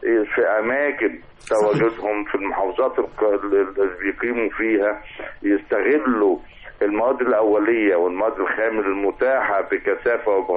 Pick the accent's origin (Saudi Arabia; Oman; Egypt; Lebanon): Egypt; حدث كلنا فخر كمصريين لإطلاق هذا القمر الصناعي المصري